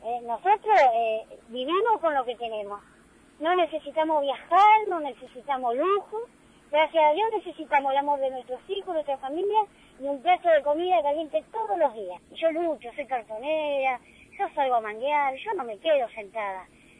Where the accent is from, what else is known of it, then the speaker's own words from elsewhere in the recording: Argentina; como ciudadanos argentinos que somos nosotros